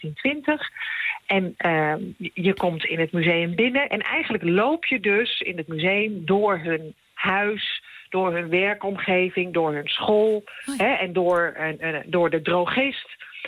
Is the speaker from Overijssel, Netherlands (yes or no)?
no; Utrecht, Netherlands; Nee, ik kom wel uit Utrecht